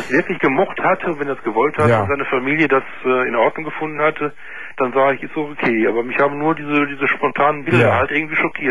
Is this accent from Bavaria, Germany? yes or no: no; Duisburg, North Rhine-Westphalia, Germany; Nee, ich komme aus Duisburg.